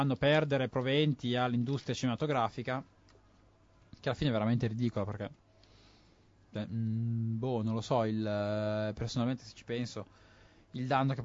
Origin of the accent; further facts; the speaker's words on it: Milan, Lombardy, Italy; sono milanese